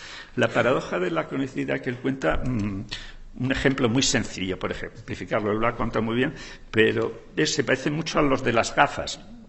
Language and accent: Spanish; Asturias, Spain; en un grupo de población de la tierra donde yo soy, de Asturias